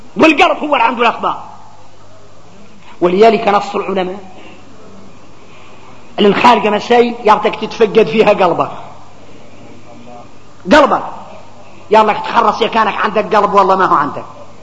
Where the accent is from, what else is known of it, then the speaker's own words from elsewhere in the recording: Mauritania; نحن موريتاني